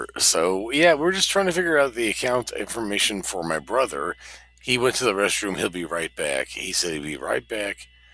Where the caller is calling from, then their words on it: Seattle, Washington, United States; We're calling from just a little bit, you know, south and west of you guys. A little bit south and west, so Seattle.